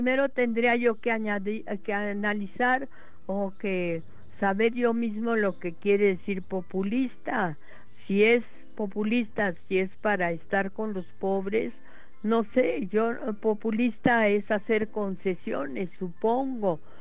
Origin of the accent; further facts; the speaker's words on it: Mexico; sí creo que los gobiernos que promueven los oficios aquí en mi país, pues serían los que más beneficio le harían a México